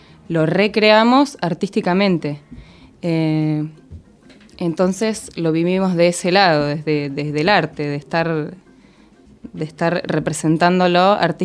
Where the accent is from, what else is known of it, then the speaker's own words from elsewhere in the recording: Coronel Pringles, Buenos Aires Province, Argentina; No, soy del interior, de Coronel Pringles.